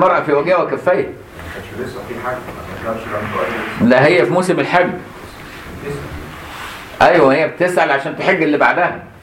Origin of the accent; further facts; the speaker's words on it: Egypt; مدفون عندنا في مصر الحمد لله